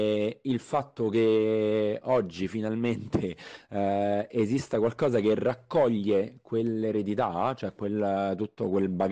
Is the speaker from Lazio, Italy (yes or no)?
yes; Rome, Lazio, Italy; io sono cresciuto a Roma e vedendo sui muri di Roma